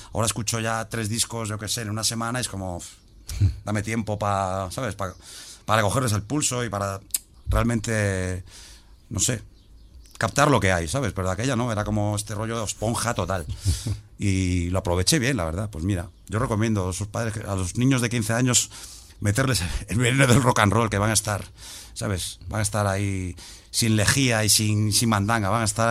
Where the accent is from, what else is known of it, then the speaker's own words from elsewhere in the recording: O Grove, Galicia, Spain; Y Ogrove, que es de donde soy